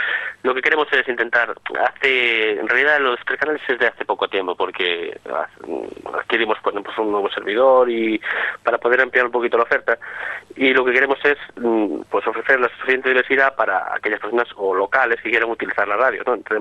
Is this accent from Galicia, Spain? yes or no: yes; Foz, Galicia, Spain; soy yo, de Foz, en Lugo